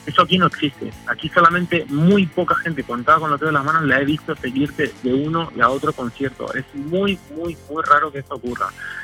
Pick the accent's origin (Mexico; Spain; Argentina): Argentina; born there; Yo nací en Argentina, entonces pues conozco mucho Sudamérica, el metal en Sudamérica